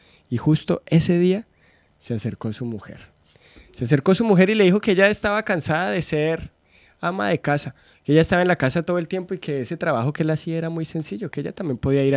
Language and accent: Spanish; Colombia; now in Argentina; yo soy de Colombia. Ya estoy acá en Argentina hace más de 2 años y medio